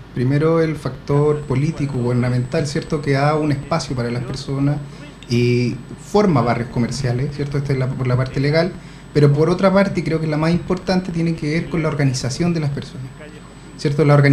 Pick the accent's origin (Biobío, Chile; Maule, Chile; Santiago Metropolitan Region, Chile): Santiago Metropolitan Region, Chile; Puente Alto; Yo soy puentealtino y he estudiado varias cosas, en verdad.